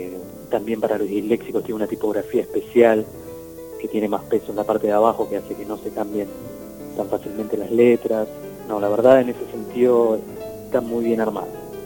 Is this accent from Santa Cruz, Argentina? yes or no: no; Burzaco, Buenos Aires Province, Argentina; Sí, somos de Bursaco. Yo soy de Bursaco.